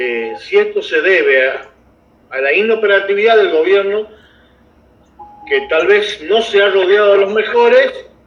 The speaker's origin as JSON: {"language": "Spanish", "region": "Jujuy", "country": "Argentina", "said": "mucho más nos quejamos los que somos del interior, donde muchos de los que somos de Libertador y San Pedro de Jujuy no hemos recibido"}